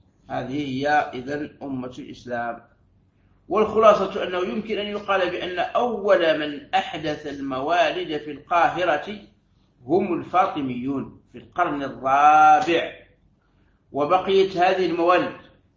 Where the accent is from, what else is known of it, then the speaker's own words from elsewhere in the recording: Algeria; وعندنا في الجزائر يسميها وعدة